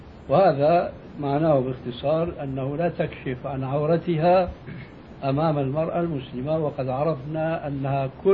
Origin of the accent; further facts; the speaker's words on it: Syria; وهذا كانوا إلى حد قريب عندنا في سوريا يمتطيه طبقة معينة من الناس